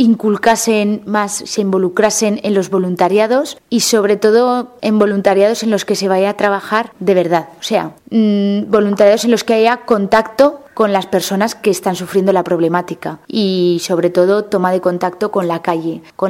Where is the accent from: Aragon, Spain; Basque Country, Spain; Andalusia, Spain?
Aragon, Spain; Yo tengo la suerte de que mi pueblo está relativamente cerca de Zaragoza